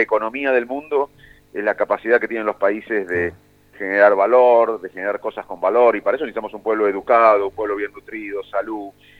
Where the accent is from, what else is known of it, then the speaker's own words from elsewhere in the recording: Salto, Buenos Aires Province, Argentina; Yo cuando era chico en Salto me sentaba con mi viejo a ver televisión